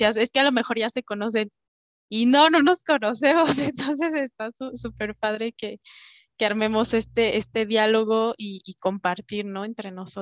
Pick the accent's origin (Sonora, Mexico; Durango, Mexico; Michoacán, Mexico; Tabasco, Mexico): Michoacán, Mexico; a un colectivo de mujeres indígenas que residimos en la Ciudad de México. Yo soy de Michoacán, pero bueno, por las cuestiones académicas estuve estudiando acá.